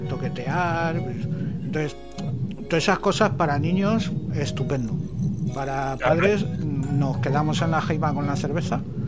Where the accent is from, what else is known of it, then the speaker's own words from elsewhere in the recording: Toledo, Castilla-La Mancha, Spain; Yo me sé la de mi pueblo, la de Toledo.